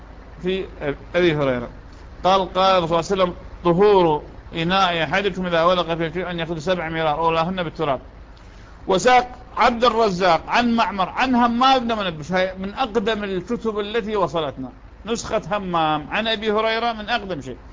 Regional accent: Iraq; accent: Iraqi; يعني هذا المسعى لشان في لهجتنا العراقية لا توى عليه

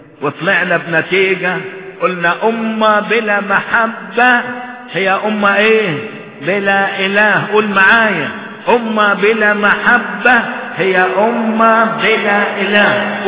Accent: Egypt; وعلى الاخص خلينا في بلدنا مصر، الله يتكلم

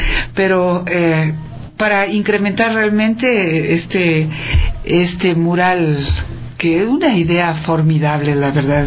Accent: Ecuador; quiénes somos los ecuatorianos y ecuatorianas

